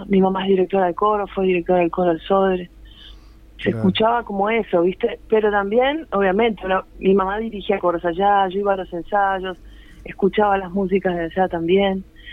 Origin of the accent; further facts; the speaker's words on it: Quito, Pichincha, Ecuador; Nos fuimos a vivir a Ecuador, o sea que en realidad yo me crié en Quito, Ecuador, que fue donde viví 10 años, toda mi infancia